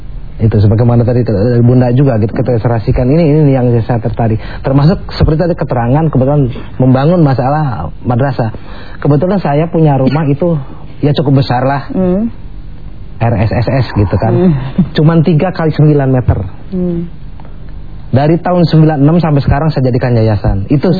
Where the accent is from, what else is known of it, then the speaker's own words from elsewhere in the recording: Garut, West Java, Indonesia; also born or lived in Jakarta; asli saya orang Jawa Barat, orang Garut. Itu saya tahun sebelum tahun 70-an saya di Jakarta.